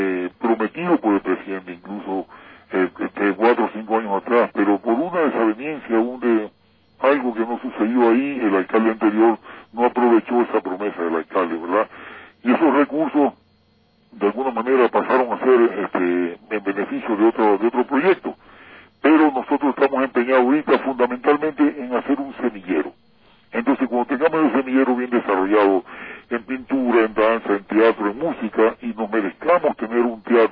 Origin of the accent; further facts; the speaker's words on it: Portoviejo, Manabí, Ecuador; Igual que me siento orgulloso de todos los artistas ecuatorianos, igual, pero particularmente mi tierra, debo decirlo, sinceramente, tiene algo especial